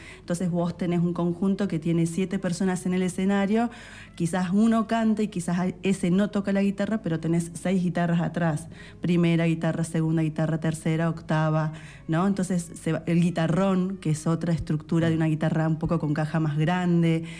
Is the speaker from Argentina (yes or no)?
yes; San Luis, Argentina; born there; si yo digo que soy nacida en San Luis Capital, que soy puntana, que soy cuyana